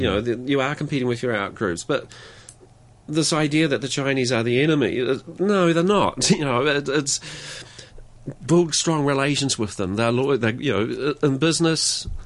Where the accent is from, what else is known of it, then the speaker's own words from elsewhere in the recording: New Zealand; I'm not British, by the way. If anyone listening to this, I'm a Kiwi.